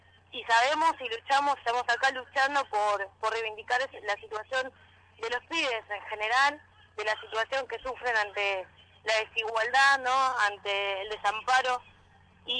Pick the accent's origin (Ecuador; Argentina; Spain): Argentina; Buenos Aires; Sí, nosotros sí. Somos de Santa Brígida y Aras Trujuy.